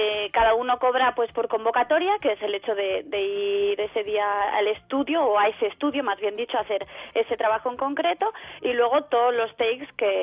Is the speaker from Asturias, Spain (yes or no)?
yes; Asturias, Spain; Yo soy asturiana